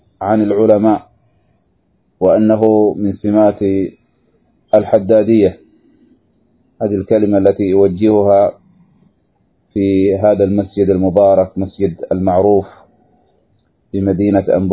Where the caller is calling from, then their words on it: Yemen; اضطررنا للتسجيل بسبب ضعف الشبكة عندنا في اليمن